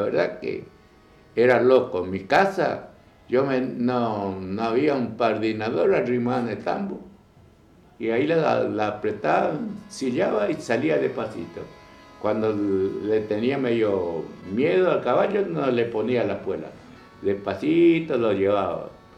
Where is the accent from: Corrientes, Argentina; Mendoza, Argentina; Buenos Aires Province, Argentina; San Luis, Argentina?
Corrientes, Argentina; me despido con fuerte zapucá, como buen correntino